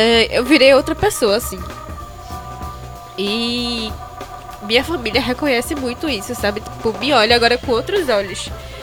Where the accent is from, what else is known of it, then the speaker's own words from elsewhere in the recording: Olinda, Pernambuco, Brazil; É, mas nunca saí mesmo da minha terra. Sempre fui muito fincada, sabe? Tipo, sempre tive essa coisa de minha terra, bairrista, olindense